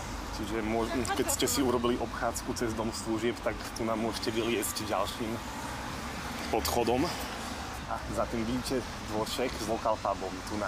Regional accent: Košice, Košice Region, Slovakia; ja som z Košic, takže čau

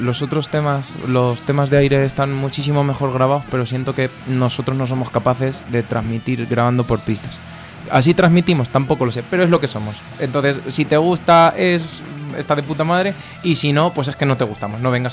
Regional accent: Alcázar de San Juan, Castilla-La Mancha, Spain; él es del Toboso, yo soy de Alcázar de San Juan

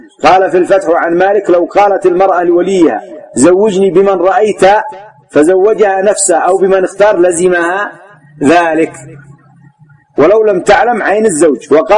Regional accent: Yemen; لكن غالبا النساء ما تتجرع عندنا في اليمن

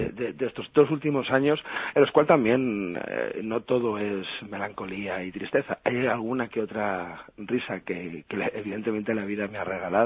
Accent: Spain; yo soy un caballero español empedernido

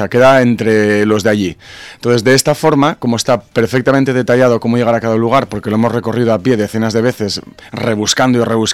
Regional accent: Asturias, Spain; Yo soy asturiano, sí

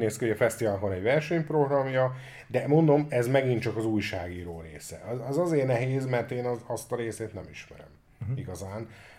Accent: Hungary; magyarok vagyunk

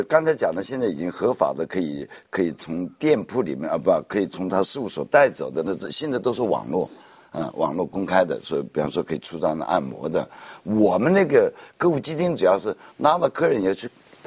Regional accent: China; 都是我们中国人自己在里面

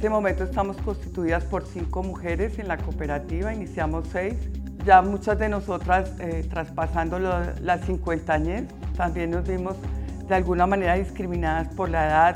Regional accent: Madrid, Community of Madrid, Spain; la mayoría somos de Vallecas.

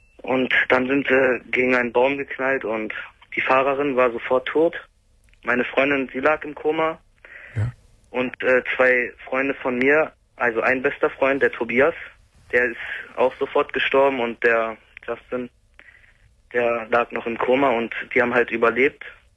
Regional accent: Salzgitter, Lower Saxony, Germany; Also ich komme aus der Nähe von Braunschweig, Salzgitter, wenn Ihnen das was sagt.

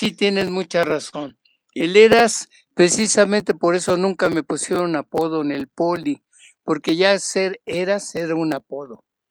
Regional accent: Mexico City, Mexico; born there; Nací en la Ciudad de México y tengo 80 años.

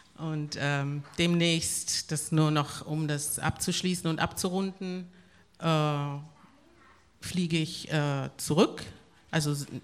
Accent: Havana, La Habana, Cuba; born there; first language Spanish; German is a second language; Ich bin in Havanna geboren, Havanna, Kuba, und bin deshalb muttersprachlich Spanisch. Und bin zum Islam konvertiert. Ich bin eine Black Muslim in 1970.

